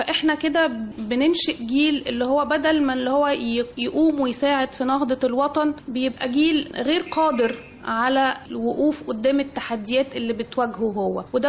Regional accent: Egypt; احنا كمجتمع مصري وشرقي مش متعودين على الطلاق

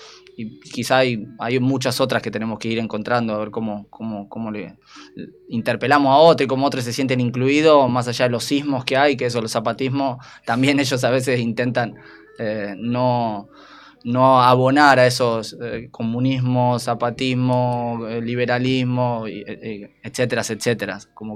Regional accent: Argentina; A mí me tocó empezar a caminar en estas latitudes que hoy se conocen como Argentina.

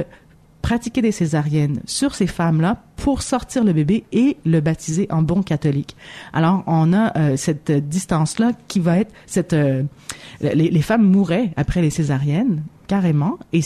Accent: Kabylie, Algeria; moi, je suis originaire d'Algérie, puis en Kabylie

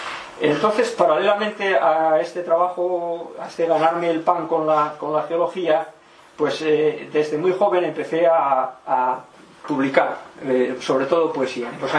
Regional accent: Gijón, Asturias, Spain; born there; Bueno, nací en Gijón en 1956

